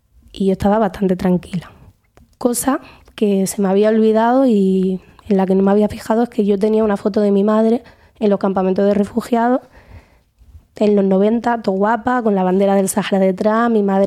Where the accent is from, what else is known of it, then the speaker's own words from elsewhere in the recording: Spain; born there; Y eso que yo soy nacionalizada española, he nacido en el Estado español.